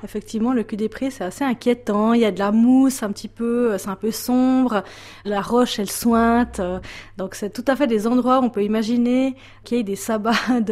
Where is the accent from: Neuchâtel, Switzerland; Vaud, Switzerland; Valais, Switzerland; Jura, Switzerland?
Neuchâtel, Switzerland; je suis une Neuchâteloise, donc il y a plus de patoisans de langue maternelle qui parlent le patois neuchâtelois. Par contre, on avait beaucoup de termes régionaux dans ma famille